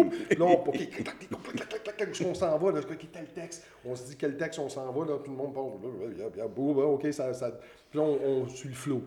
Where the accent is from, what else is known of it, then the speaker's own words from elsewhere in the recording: Montreal, Quebec, Canada; Je suis Montréalais très assumé, puis je suis très il y a beaucoup d'anglicisme dans mon langage.